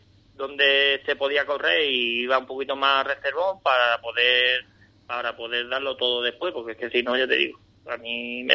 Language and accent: Spanish; Ronda, Andalusia, Spain; tengo amigos con los que corro en Ronda y demás, ¿vale? En mi otra ciudad, bueno, mi ciudad natal